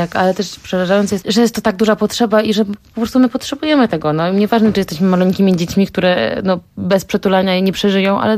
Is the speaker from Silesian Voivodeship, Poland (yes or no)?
no; Łódź, Łódź Voivodeship, Poland; pochodzę z Łodzi, z miasta Łodzi, miasta Juliana Tuwima.